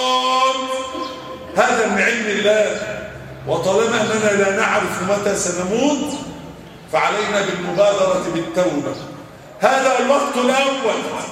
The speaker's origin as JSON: {"language": "Arabic", "country": "Egypt", "said": "اللهم احفظ بلدنا مصر وسائر بلاد"}